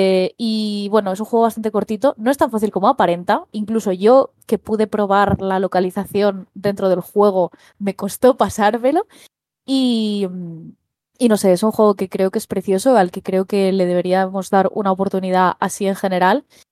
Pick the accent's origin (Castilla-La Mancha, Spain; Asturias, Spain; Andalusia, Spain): Asturias, Spain; Un juego hecho en mi tierra, en Asturias